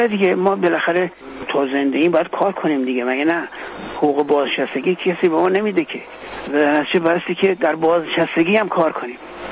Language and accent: Persian; Iran; به عنوان یک ایرانی سال نو خورشیدی